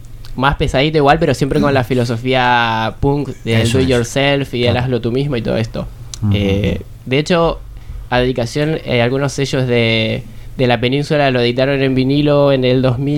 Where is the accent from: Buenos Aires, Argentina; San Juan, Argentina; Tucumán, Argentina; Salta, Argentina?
Buenos Aires, Argentina; moved away; Vengo de Argentina, de Buenos Aires.